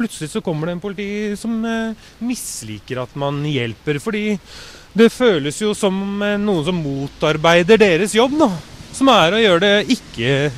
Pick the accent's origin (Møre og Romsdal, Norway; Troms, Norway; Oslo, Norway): Oslo, Norway; Jeg husker når jeg vokste opp på Østkanten